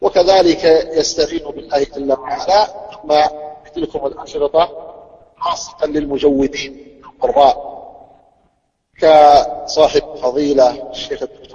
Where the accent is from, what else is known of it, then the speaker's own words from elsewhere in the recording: Saudi Arabia; عندنا في السعودية